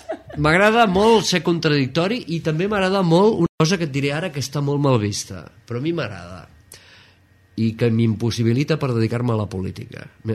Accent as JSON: {"language": "Catalan", "town": "Caldes de Malavella", "region": "Catalonia", "country": "Spain", "tie": "born there", "said": "tinc 51 anys, vaig néixer a Caldes de Malavella un 21 d'agost de 1959, estic molt content d'haver nascut al poble de l'Aigua Calenta"}